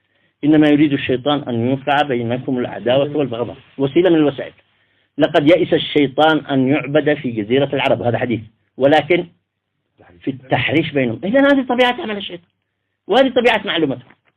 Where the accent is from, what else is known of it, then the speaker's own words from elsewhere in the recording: Taiz Governorate, Yemen; حتى مع لهجتنا نحن أصحاب الحجرية